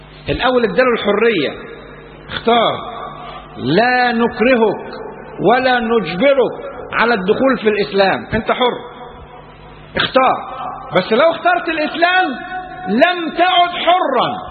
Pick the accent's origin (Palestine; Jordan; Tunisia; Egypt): Egypt; النهاردة يعني احنا في بلدنا مصر ما كناش نشوفوا